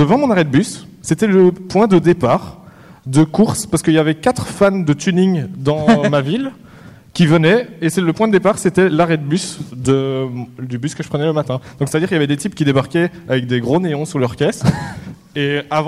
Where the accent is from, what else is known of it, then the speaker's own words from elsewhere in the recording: Belgium; Oui, j'étais complètement avec vous parce que je suis belge, il faut le savoir.